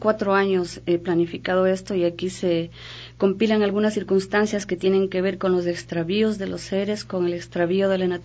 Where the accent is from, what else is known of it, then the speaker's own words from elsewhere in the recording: Macas, Morona Santiago, Ecuador; born there; yo nací en Macas y realmente no he vivido todo el tiempo ahí.